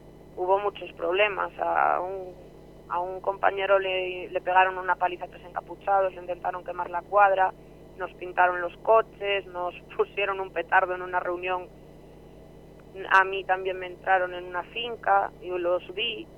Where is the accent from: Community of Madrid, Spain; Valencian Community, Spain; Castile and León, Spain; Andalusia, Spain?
Castile and León, Spain; yo soy de la Ciana y llevamos toda la vida en contra de los cielos abiertos.